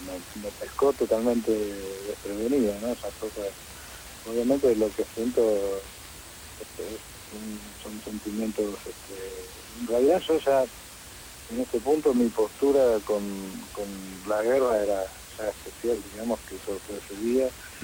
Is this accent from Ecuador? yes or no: no; Mar del Plata, Buenos Aires Province, Argentina; now in Buenos Aires, Argentina; yo me vine de Mar del Plata a Buenos Aires, me escondí